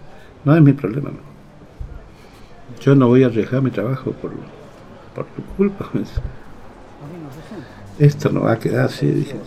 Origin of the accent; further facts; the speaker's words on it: Goya, Corrientes, Argentina; yo soy de Goya y estoy viniendo de las Malvinas.